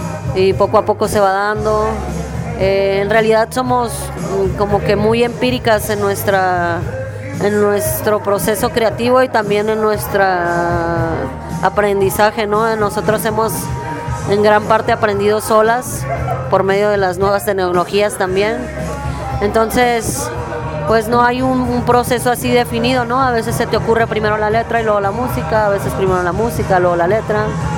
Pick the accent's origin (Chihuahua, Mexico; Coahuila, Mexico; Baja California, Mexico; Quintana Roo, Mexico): Baja California, Mexico; Mexicali; cuando regresamos a Mexicali, que es de donde yo soy